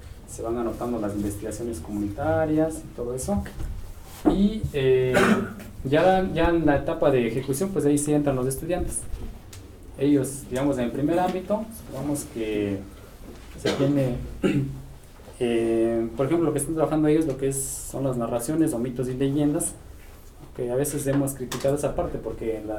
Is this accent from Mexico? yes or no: yes; San Andrés Solaga, Oaxaca, Mexico; Soy zapoteco de la Sierra Norte. Somos de ahí de San Andrés Solaga